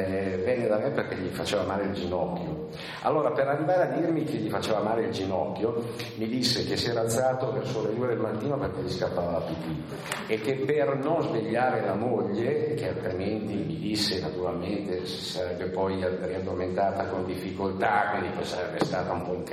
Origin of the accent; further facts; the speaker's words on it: Bellano, Lombardy, Italy; l'unica geografia solida è quella, diciamo, di Bellano, del mio paese, ecco che nel corso degli anni Bellano è diventato il teatro di tutte le mie storie.